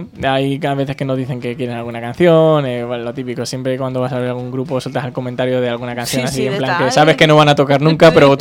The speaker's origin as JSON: {"language": "Spanish", "town": "Toledo", "region": "Castilla-La Mancha", "country": "Spain", "said": "vivimos en la misma zona. No tiene que venir nadie de Madrid a ensayar, no tiene que venir nadie de Ciudad Real. O sea, todos somos de Toledo Capital o de algún pueblo muy cercano que está a 15 minutos."}